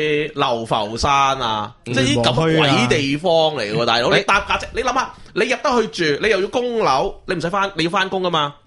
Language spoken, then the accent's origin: Cantonese; Hong Kong, China; 喂，而家我哋中国人要求咩啫？